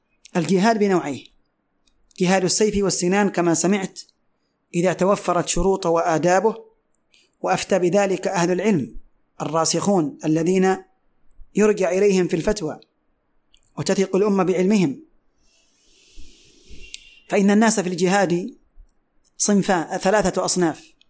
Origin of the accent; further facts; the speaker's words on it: Yemen; ومثل ما هو حاصل اليوم عندنا في اليمن